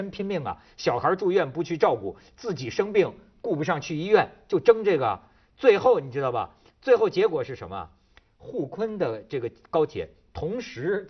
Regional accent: Shijiazhuang, Hebei, China; 我给你们讲讲我的家乡石家庄啊石家庄现在是河北省的省会

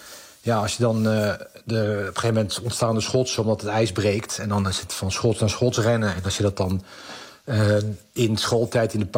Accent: The Hague, South Holland, Netherlands; Ik kom uit Den Haag en had je de Rottermeren.

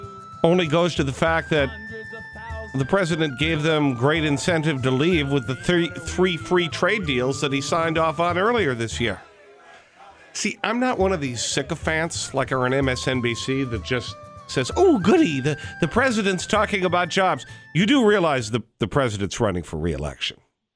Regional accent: Milwaukee, Wisconsin, United States; So I have mixed emotions about the president's visit to Milwaukee yesterday, my hometown.

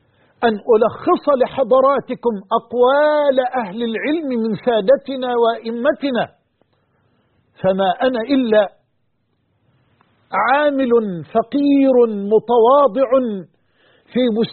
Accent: Egypt; وعن بلدنا مصر وجميع بلاد

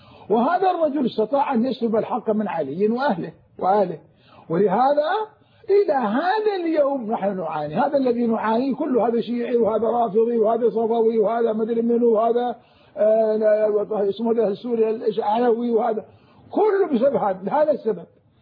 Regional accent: Anbar, Iraq; أنا من أهل الأنبار

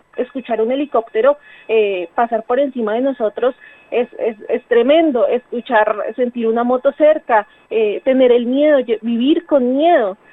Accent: Colombia; moved away; asumirnos como migrantes porque salimos de Colombia, ¿no? Y bueno, salimos porque nos faltan un montón de derechos

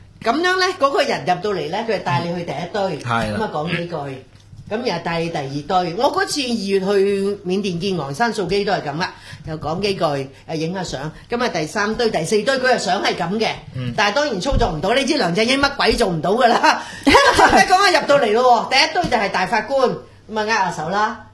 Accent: Hong Kong; 令到我哋香港人咧係好憤怒。

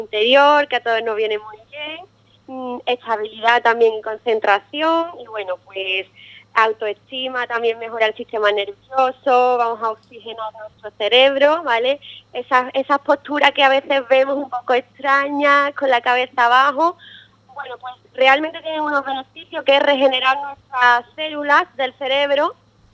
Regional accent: Arcos, Andalusia, Spain; yo soy de Arcos y cuando llegué aquí había un poco de duda, ¿no? Yo llegué el año pasado aquí, volví a Arcos

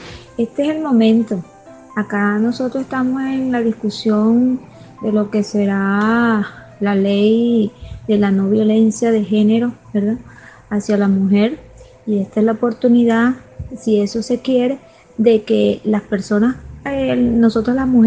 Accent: Puerto Cabello, Carabobo, Venezuela; soy de acá de Venezuela, Estado Carabobo, municipio de Puerto Cabello.

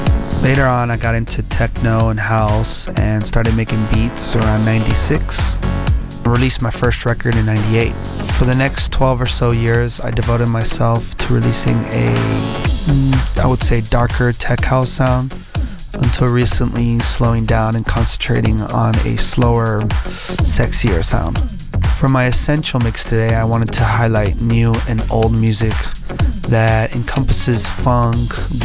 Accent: Miami, Florida, United States; also born or lived in Dallas; now in Spain; I'm originally from Miami, where I spent the first half of my life, and later on moved to Dallas. Today, I'm currently living in Spain.

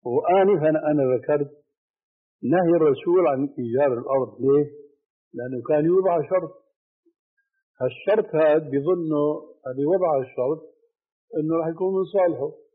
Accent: Syria; ونضربها علاوية كما يقولوا عندنا في الشام.

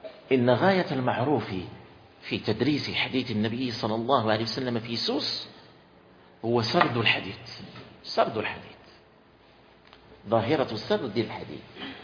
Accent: Morocco; وليس بمقدورنا نحن أن نفعل، ونحن من أبناء المغرب

